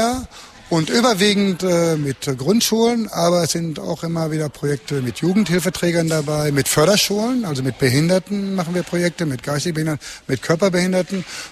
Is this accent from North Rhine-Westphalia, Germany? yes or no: yes; Unna, North Rhine-Westphalia, Germany; Wir kommen aus Unna.